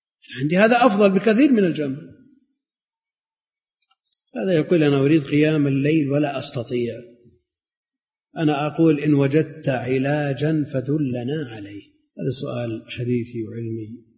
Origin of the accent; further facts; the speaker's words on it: Najd, Saudi Arabia; مثل ما كان عندنا في نجد، إذا نزل المطر مجرد ما تخرج من الباب تسقط على الأرض